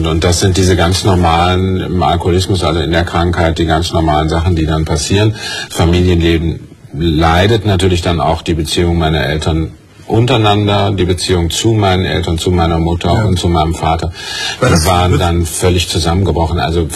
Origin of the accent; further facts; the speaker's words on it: Mülheim an der Ruhr, North Rhine-Westphalia, Germany; born there; Ich bin ja geboren in Mühl am Ruhr.